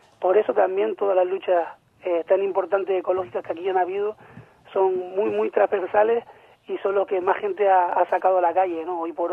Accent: La Orotava, Canary Islands, Spain; Pues del Valle de la Orotava.

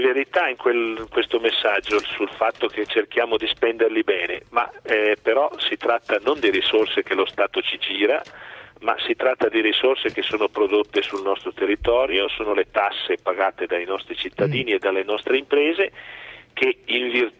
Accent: Milan, Lombardy, Italy; io sono figlio di genitori trentini emigrati negli anni 50 a Milano, quindi sono nato a Milano, ho vissuto un po' di anni lì.

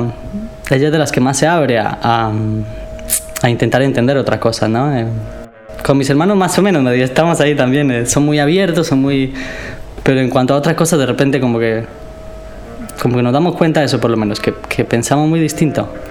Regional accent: San José, Costa Rica; born there; Yo nací en Costa Rica, en San José, que sería la capital de Costa Rica, pero es una ciudad chica. O sea, por más capital que sea, es la capital de un país chico, además. Y está en un pequeño valle.

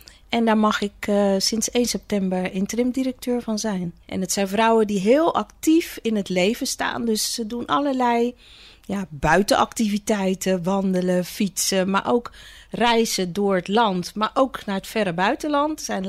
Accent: Zeist, Utrecht, Netherlands; also born or lived in Suriname / Rotterdam; Ik ben in 1970 geboren in Suriname. Maar ik woon al vanaf 1974 in Nederland. Hier in Rotterdam als eerste aangekomen en vervolgens in Zeist opgegroeid. En sinds 1995 woon en werk ik weer hier in deze regio.

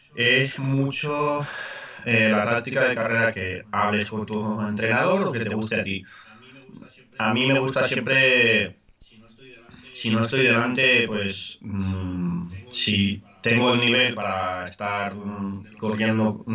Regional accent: Catalonia, Spain; Nací en España, Cataluña. Cataluña forma parte de España y es donde he estado siempre y sí, estoy orgulloso.

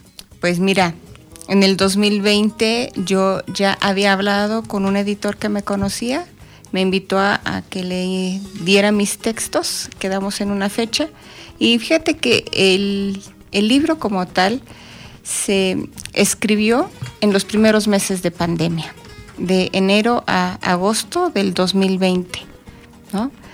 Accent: Atlautla, State of Mexico, Mexico; Yo soy de la delegación San Juan Tehuistitlán, pertenece al municipio de Atlautla, aquí de la zona de los volcanes.

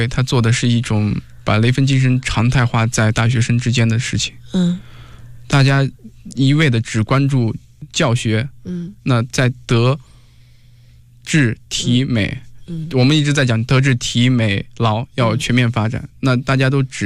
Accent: Ningxia, China; 我是宁夏，我来自宁夏，然后也是一个农村的孩子，我的家庭条件也不好

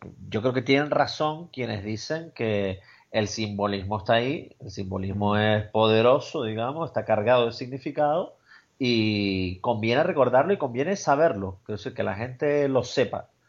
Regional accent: Canary Islands, Spain; No hay una festividad religiosa que nos agrupe a todos como tales, como canarios

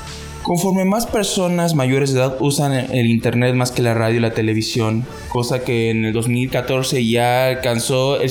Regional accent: Mexico; esta es la nueva responsabilidad que tenemos como mexicanos

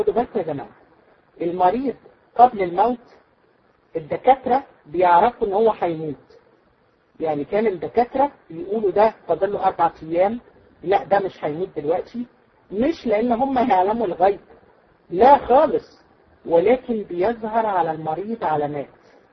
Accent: Egypt; احنا عندنا في مصر يقول لك بتسولي عليه

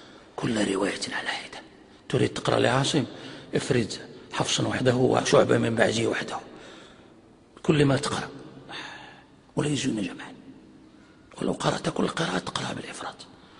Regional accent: Morocco; يعني عندنا في المغرب يعني معروف هذا

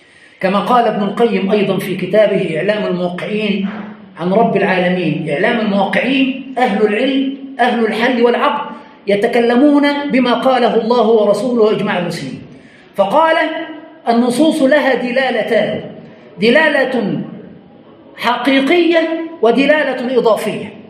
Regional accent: Egypt; وعندنا في مصر نقرأ بقراءة حفص.

